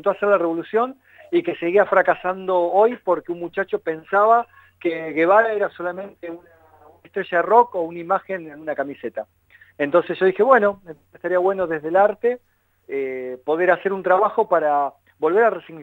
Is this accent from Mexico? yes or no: no; Tierra del Fuego, Argentina; born there; now in La Plata, Argentina; Yo nací en Tierra del Fuego. Después pasé por distintas ciudades.